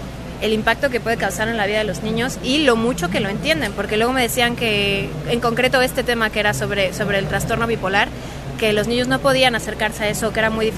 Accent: Mexico City, Mexico; Yo soy de la Ciudad de México.

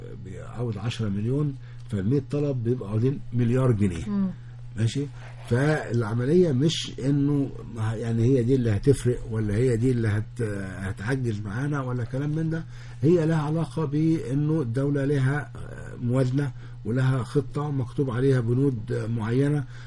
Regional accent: Alexandria, Alexandria Governorate, Egypt; وانا نص اسكندراني

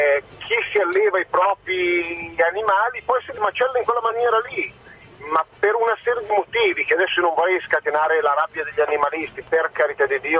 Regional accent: Milan, Lombardy, Italy; born there; Io sono un cittadino con parenti in campagna, sono nato a Milano, ma i miei nonni erano campagnoli, per cui voglio dire erano degli agricoltori

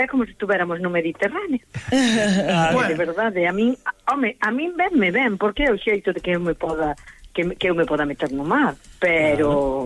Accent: Carril, Galicia, Spain; non son de Vila García, son de Carril.

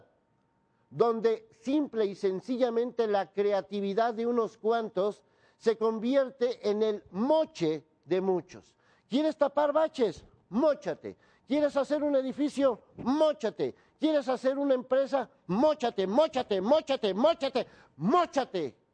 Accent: Mexico; vivo en México y soy mexicano

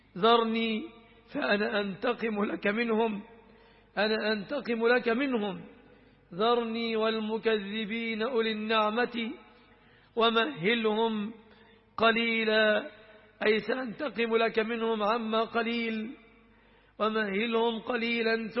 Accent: Egypt; الذين يقولون عنه السفة في بلادنا مصر

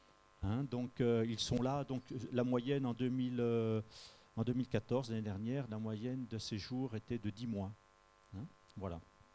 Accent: Montferrat, Provence-Alpes-Côte d'Azur, France; donc on vient du Var, donc un petit village qui s'appelle Montferrat. On est dans les collines.

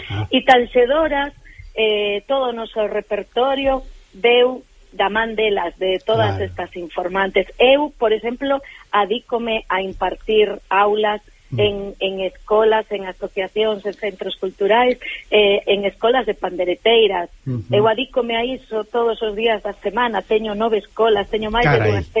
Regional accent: Vigo, Galicia, Spain; somos aquí de Bembrive, somos de Vigo, dunha parroquia que queda as aforas de Vigo.

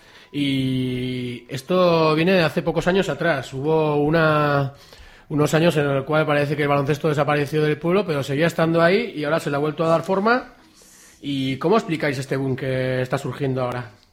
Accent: Berriozar, Navarre, Spain; Soy de Berriozar, los dos, de toda la vida, más o menos.

